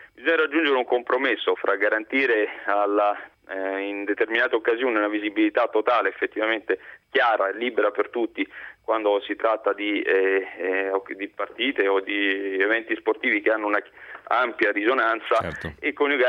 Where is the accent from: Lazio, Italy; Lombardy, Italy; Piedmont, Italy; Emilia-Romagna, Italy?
Lazio, Italy; Rome; io sono romano, quindi tradizioni diciamo per metà abruzzese.